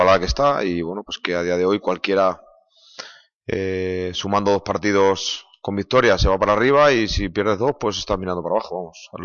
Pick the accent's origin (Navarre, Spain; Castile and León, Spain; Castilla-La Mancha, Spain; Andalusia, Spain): Castile and León, Spain; Valladolid; yo soy de Valladolid, me siento de Valladolid, y bueno, pues volver a casa